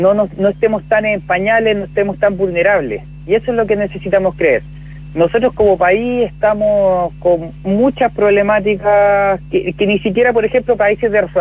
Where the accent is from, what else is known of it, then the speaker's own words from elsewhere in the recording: Chile; como pueblo, como gente chilena